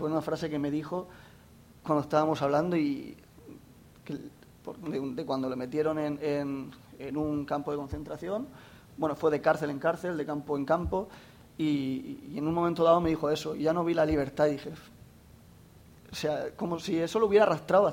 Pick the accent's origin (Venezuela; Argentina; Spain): Spain; Jacarilla, Valencian Community; Me enteré que en mi pueblo, en Jacarilla, había un anciano que yo lo conocía de toda la vida.